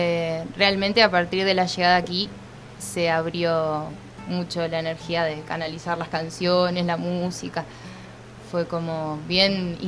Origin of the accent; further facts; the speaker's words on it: Buenos Aires, Argentina; now in Capilla del Monte, Argentina; Mi madre vendió la casa donde me crié en Buenos Aires y compró acá una casa en el Faldeo.